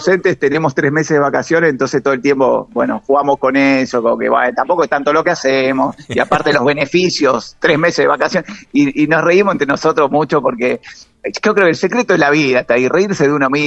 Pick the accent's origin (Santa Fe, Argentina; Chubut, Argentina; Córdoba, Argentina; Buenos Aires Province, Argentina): Buenos Aires Province, Argentina; Banfield; Sí, yo nací a media cuadra de la cancha de Banfield y sigo viviendo en el barrio. Así que 43 años en Banfield.